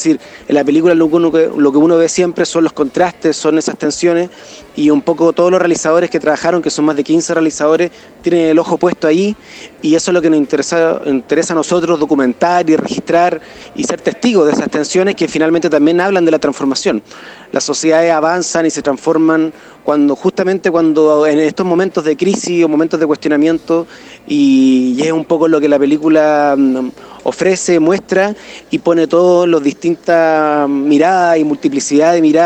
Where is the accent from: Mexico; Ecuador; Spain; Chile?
Chile; tiene una influencia en cómo somos como chilenos muy importante